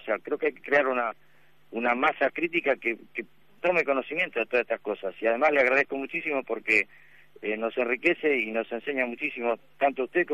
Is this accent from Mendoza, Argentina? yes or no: no; Escobar, Buenos Aires Province, Argentina; soy de Escobar.